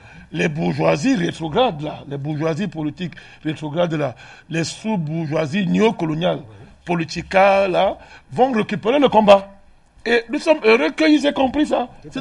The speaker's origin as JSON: {"language": "French", "country": "Mali", "said": "Moi je suis malien."}